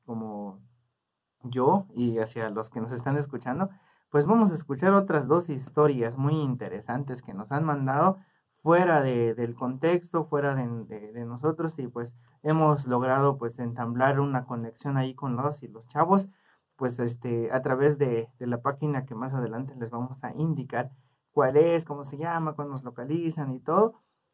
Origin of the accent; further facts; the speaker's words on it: Huistán, Chiapas, Mexico; soy del municipio de Huistán, Chiapas.